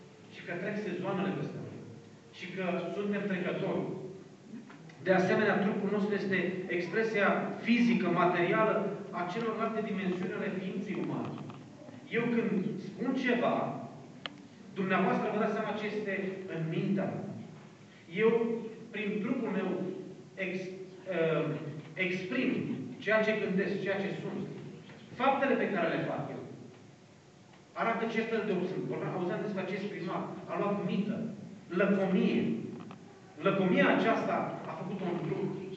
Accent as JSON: {"language": "Romanian", "country": "Romania", "tie": "born there", "said": "M-am născut în România. Am o limbă, am o cultură. Am o naționalitate."}